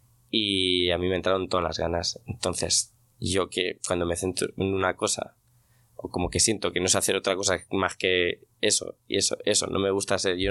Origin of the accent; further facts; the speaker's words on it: Albacete, Castilla-La Mancha, Spain; Yo soy de Albacete. Que eso es muy importante.